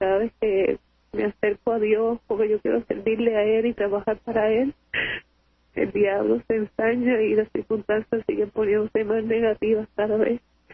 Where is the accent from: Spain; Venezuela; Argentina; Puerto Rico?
Puerto Rico; Camuy; De Camuy.